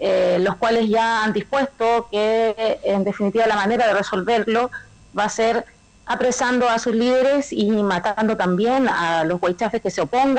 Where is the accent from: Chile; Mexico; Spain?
Chile; Temuco, Araucanía; yo nací en Temuco, en la Araucanía, en la capital de la región de la Araucanía. Soy chilena, no diría yo que acá estamos todos medio mestizos, pero mis raíces son chilenas y bueno, sí, nací acá, estudié acá en Temuco